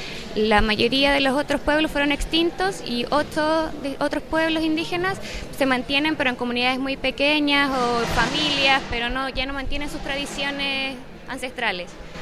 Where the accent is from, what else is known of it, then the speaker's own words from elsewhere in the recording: Chile; Yo no tengo procedencia mapuche, me imagino que sí, porque soy chilena, debe haber algún gen indígena en mí, pero no tengo apellido mapuche, no nací en una comunidad mapuche, pero como persona chilena